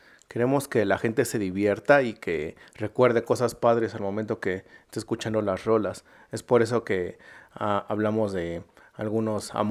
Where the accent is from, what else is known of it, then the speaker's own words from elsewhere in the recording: Iztapalapa, Mexico City, Mexico; Yo soy del barrio de Iztapalapa, de aquí de la ciudad.